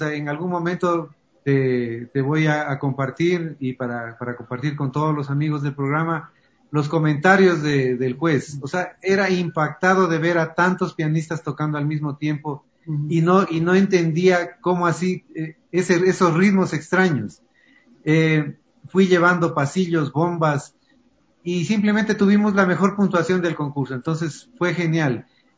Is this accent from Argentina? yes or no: no; Ecuador; siempre tratando de con orgullo decir, soy ecuatoriano y qué lindo este pasillo